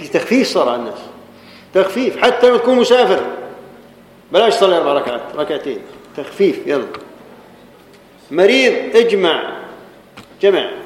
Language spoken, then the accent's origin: Arabic; Jordan; احنا عندنا في الاردن